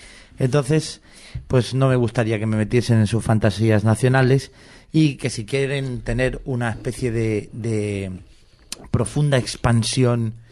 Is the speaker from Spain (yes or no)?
yes; Catalonia, Spain; yo, como soy un catalán que no vive en Cataluña, no pude votar